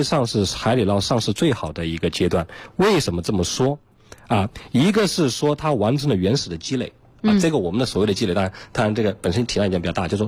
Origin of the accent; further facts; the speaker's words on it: Chongqing, China; 所以说要说产品呢，因为我重庆人